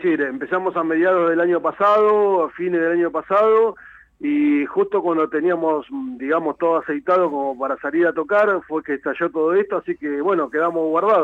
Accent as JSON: {"language": "Spanish", "town": "La Plata", "region": "Buenos Aires Province", "country": "Argentina", "said": "nosotros somos de La Plata. Bueno, Damián, el baterista, es de la ciudad de Ensenada, así que podríamos decir que sí, que somos de la región."}